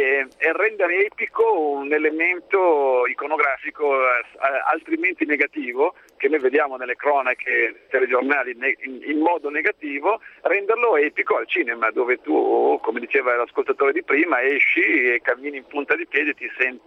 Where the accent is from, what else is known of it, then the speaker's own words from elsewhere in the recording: Sicily, Italy; Io sono siciliano d'origine